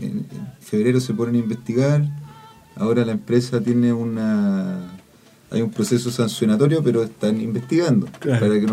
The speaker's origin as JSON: {"language": "Spanish", "region": "Atacama", "country": "Chile", "tie": "born or raised there", "said": "yo vivo en mi pueblo donde viví toda la vida, por ejemplo, en el Valle del Huasco"}